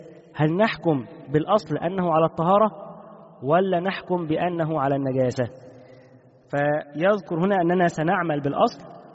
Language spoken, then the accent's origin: Arabic; Egypt; عندنا في مصر بالايه، بيقول لك بيقشط